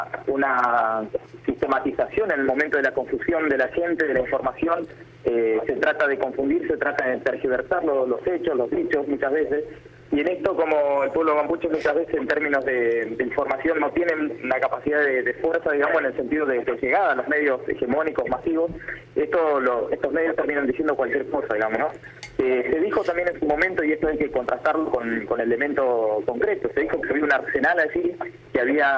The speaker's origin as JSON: {"language": "Spanish", "region": "Chubut", "country": "Argentina", "said": "para nosotros que venimos del sur, venimos de Chubut"}